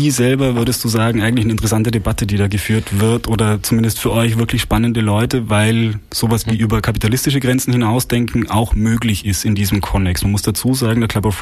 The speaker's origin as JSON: {"language": "German", "country": "Austria", "said": "Ja, ich als Österreicher muss leider sagen, es war mal Deutschland."}